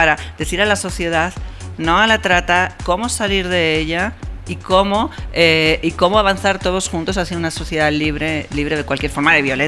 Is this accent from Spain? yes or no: yes; Spain; España, mi país.